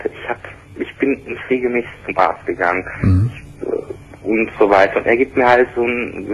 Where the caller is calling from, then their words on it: Saxony, Germany; auch bei uns in Sachsen, weil das ist eine kleine Ort.